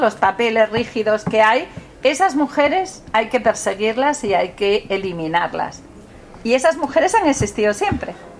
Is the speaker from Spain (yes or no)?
yes; Oviedo, Asturias, Spain; Yo soy de Oviedo, por cierto, que quede claro, que me siento muy de ahí